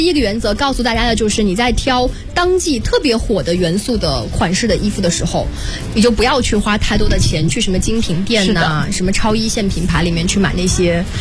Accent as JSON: {"language": "Chinese", "country": "China", "tie": "born or raised there", "said": "因为我从小就生活在太湖边"}